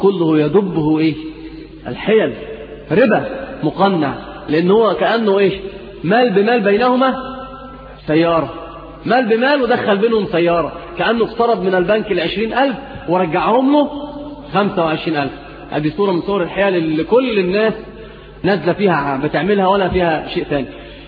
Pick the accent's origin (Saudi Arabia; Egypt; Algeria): Egypt; اللي هي عندنا في مصر بيقولوا البيع المحروق